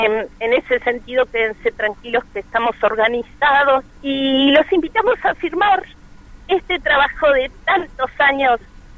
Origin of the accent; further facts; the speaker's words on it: Santa Cruz, Argentina; Personalmente soy de Santa Cruz, hay cantidad de mineras.